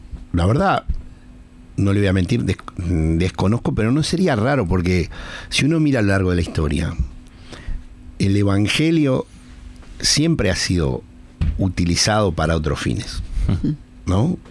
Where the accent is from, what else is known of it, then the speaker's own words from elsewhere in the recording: Uruguay; voy a decir lo que pienso yo como anglicano. No es como si dijéramos todos los uruguayos, no, yo lo que pienso yo como uruguayo